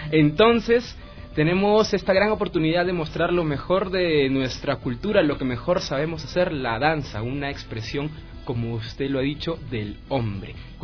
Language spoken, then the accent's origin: Spanish; Lima, Peru; born there; soy nacido en Lima, mis padres son piuranos de la región norteña del Perú, una región que también limita con el Ecuador.